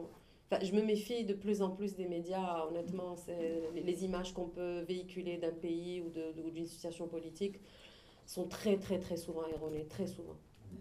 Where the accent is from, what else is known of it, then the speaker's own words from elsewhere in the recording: Algiers, Algiers Province, Algeria; Je parle en tant qu'Algérienne lambda qui vit à Alger.